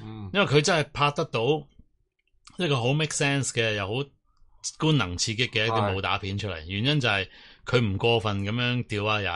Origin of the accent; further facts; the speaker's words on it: Hong Kong; 你系大陆人，我系香港人嘅时候